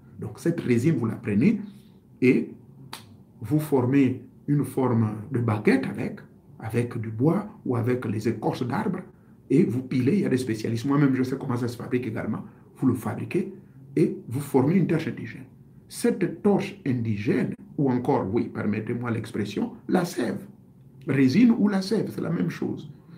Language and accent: French; Gabon; Mais chez nous au Gabon